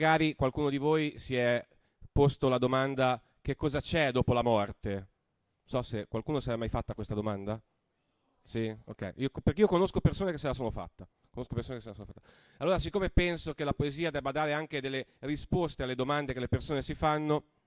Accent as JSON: {"language": "Italian", "region": "Liguria", "country": "Italy", "said": "io, come diceva Nicolas, vengo dalla Liguria. Voi sapete che noi Liguri siamo famosi per una cosa soprattutto, la nostra allegria."}